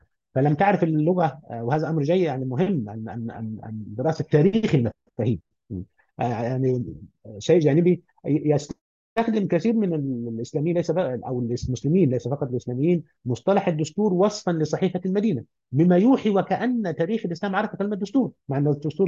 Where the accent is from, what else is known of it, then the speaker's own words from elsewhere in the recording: Upper Egypt, Egypt; انا رجل من الصعيد واعي تركيبه البيئه الصعيديه